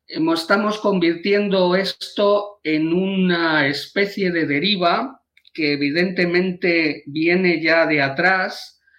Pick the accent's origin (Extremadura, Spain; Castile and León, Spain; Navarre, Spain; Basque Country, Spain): Castile and León, Spain; Valladolid; now in Vigo, Spain; ¿se imaginan ustedes que en mi tierra ahora mismo se está votando a estas horas? Aunque yo vivo en Vigo, yo soy de Valladolid.